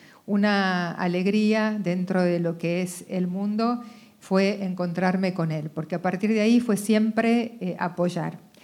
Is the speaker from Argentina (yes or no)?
yes; Argentina; que nacimos en la Argentina, somos estos argentinos que fuimos entrenados en esta condición